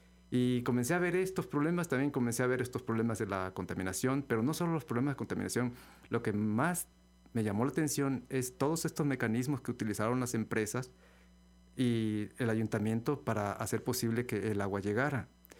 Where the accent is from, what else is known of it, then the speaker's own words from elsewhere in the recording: La Gloria, Veracruz, Mexico; De La Gloria, del municipio de Úrsulo Galván. Ahí nací. Entonces cuando era niño pues teníamos esa dicha.